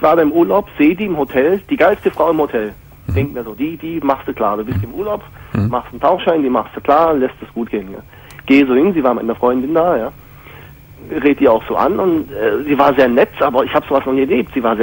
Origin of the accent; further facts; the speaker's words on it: Hungary; Also ich komme aus Ungarn.